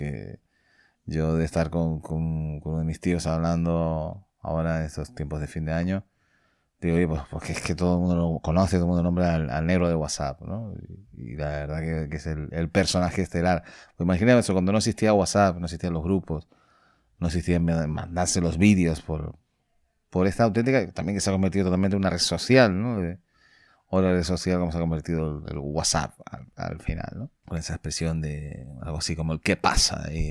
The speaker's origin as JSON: {"language": "Spanish", "region": "Canary Islands", "country": "Spain", "said": "en un registro de voz un poquito más ahí, más peninsular que canario, ¿eh? Parece ahí, ¿no? Pero siempre digo que soy más canario que los plátanos, ¿no?"}